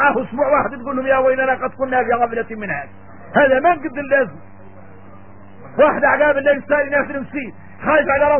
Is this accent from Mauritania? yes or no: yes; Mauritania; احنا موريتاني